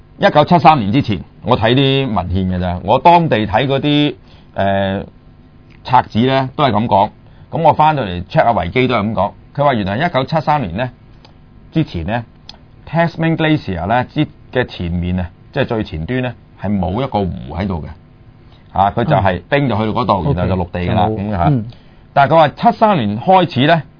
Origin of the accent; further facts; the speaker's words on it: Hong Kong; 但係我哋香港人就習慣叫紐西蘭噶嘛